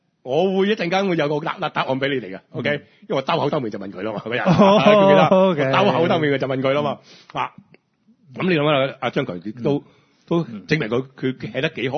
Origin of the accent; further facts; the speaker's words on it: Hong Kong; 我哋香港人嗰種諗法咧，即係我哋聽眾嗰種諗法咧